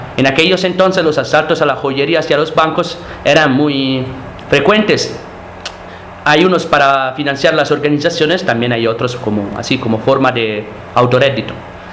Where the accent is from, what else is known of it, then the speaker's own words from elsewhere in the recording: Rome, Lazio, Italy; nosotros, por ejemplo, venimos de Roma y pues donde pues casi no hay fábricas.